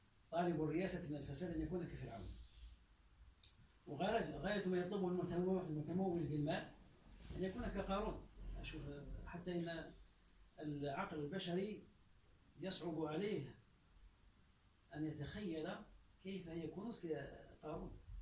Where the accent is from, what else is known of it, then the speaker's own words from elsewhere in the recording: Algeria; وقال عندنا في الجزائر